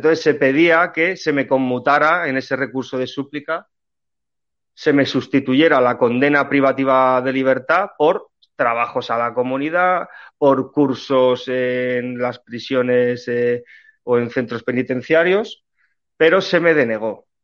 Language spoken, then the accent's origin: Spanish; Spain; nuestro deber como españoles, como miembros de esta tierra, de este solar patrio tan importante que ha sido para el resto de la historia